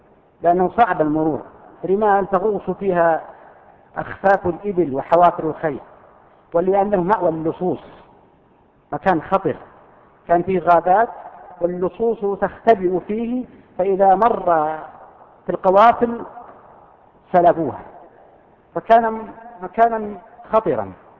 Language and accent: Arabic; Al-Qassim, Saudi Arabia; وفيه أردأ منها أيضا موجودة عندنا في القصيم تسمى لغة الزقزقة